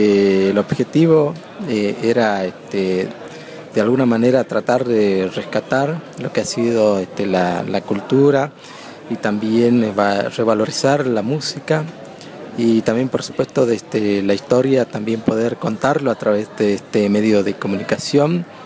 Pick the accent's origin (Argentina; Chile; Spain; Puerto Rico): Argentina; Tartagal, Salta; yo soy comunicador indígena del pueblo Nación Guaraní y vengo de Tartagal, Salta.